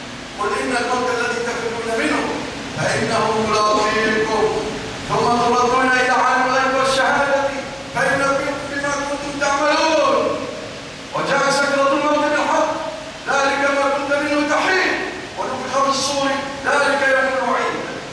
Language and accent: Arabic; Egypt; اللهم ارزق بلادنا مصر الأمن والأمان والاستقرار